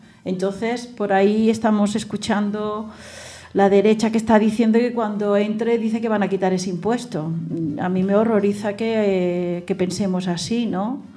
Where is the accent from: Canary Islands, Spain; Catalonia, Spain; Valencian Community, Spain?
Catalonia, Spain; Calaf; No, en mi pueblo, en Calaf, Barcelona, os digo que yo iba a comprar con cesta antes de venir aquí.